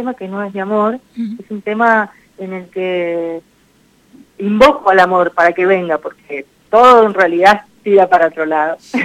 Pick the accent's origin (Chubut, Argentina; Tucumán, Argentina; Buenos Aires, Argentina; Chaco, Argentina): Buenos Aires, Argentina; Yo estoy viviendo en este momento en Parque Patricios, pero soy oriunda de Mataderos y Bajo Flores, uh-huh, de esa zona. Pero ahora vivo por Parque Patricios.